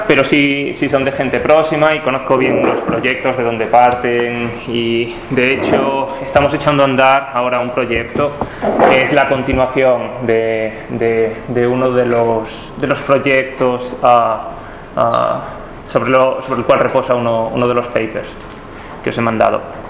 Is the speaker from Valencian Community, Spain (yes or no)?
no; Galicia, Spain; moved away as an adult; now in Florence, Italy; soy gallego, pero trabajo en Florencia, en Italia.